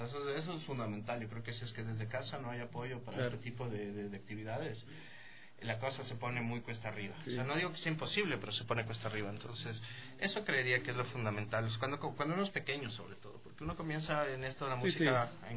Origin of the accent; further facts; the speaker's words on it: Ecuador; tú sacabas tu producto como ecuatoriano